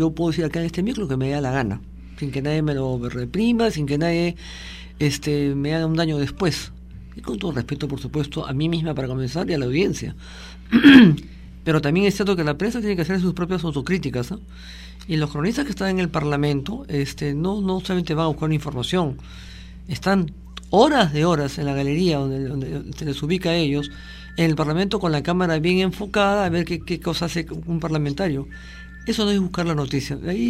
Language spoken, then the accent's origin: Spanish; Peru; Los principales invitados de este evento, yo creo, somos los peruanos.